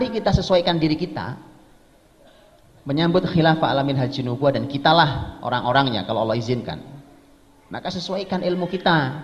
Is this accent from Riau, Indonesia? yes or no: no; East Java, Indonesia; Para Kelut itu di daerah saya sana, Pak, di Jawa Timur sana.